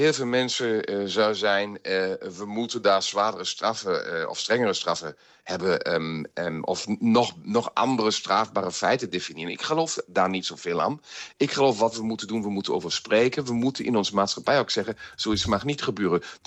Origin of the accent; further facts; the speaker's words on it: Germany; Kijk eens, we kijken als Duitsers altijd in ons echt donkere jaren van de Weimar-republiek.